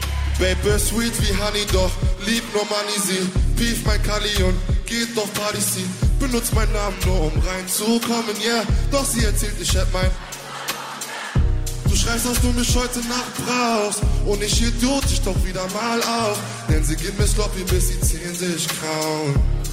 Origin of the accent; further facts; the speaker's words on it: Aachen, North Rhine-Westphalia, Germany; Vielleicht wisst ihr, ich bin auch aus Aachen, ja, nein, ja.